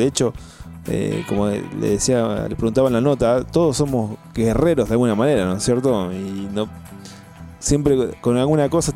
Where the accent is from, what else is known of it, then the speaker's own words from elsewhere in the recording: Argentina; Como argentinos y como sociedad.